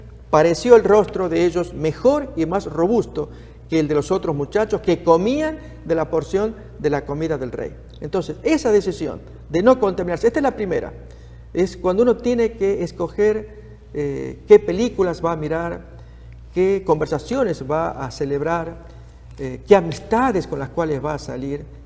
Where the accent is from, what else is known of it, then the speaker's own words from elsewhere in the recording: Argentina; en Argentina, en mi país